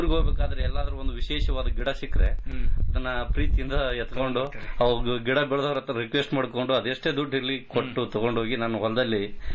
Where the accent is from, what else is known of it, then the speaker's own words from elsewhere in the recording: Venkatapura, Karnataka, India; Sir ನಮ್ಮ ಸ್ವಂತ ಊರು ಕೊಪ್ಪಳ ಜಿಲ್ಲಾ ಕುಷ್ಟಗಿ ತಾಲೂಕು ವೆಂಕಟಾಪುರ ಗ್ರಾಮ ಅಂತ.